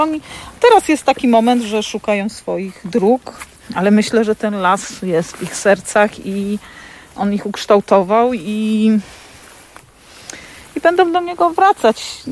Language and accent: Polish; Tuchola, Kuyavian-Pomeranian Voivodeship, Poland; Wychowałam się w bloku w Tucholi. Tuchola, wiadomo, Bory Tucholskie otoczona lasem, ale blok to blok, szczególnie trzecie piętro w tym blokowisku.